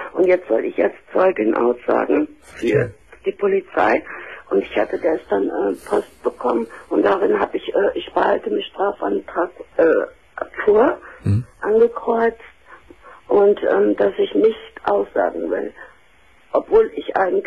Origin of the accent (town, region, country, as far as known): Cologne, North Rhine-Westphalia, Germany; moved away as an adult; now in Hamburg, Germany